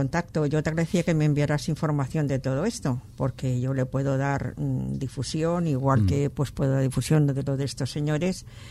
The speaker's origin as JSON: {"language": "Spanish", "country": "Spain", "said": "somos, el español es muy individualista y se mira mucho el ombligo"}